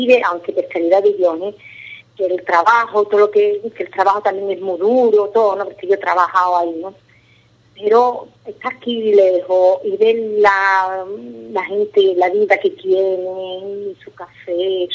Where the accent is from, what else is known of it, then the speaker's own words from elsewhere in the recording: Spain; moved away as an adult; now in Fiano, Italy; cuando yo voy a ir a España, hasta mi madre dice, es que te cambia todo, me cambia, porque mi tierra, donde yo nací, mi vida, mi por mucho que yo estoy muy bien aquí, que en Fiano estoy bien